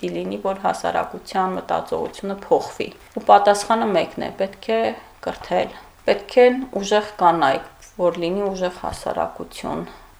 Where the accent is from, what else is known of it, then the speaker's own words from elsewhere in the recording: Khtsaberd, Nagorno-Karabakh, Azerbaijan; քանի որ ինքս Ղարաբաղցի եմ, Հադրութի Խծաբերդ գյուղի ու մանկությունից տեսել եմ այդ պատկերները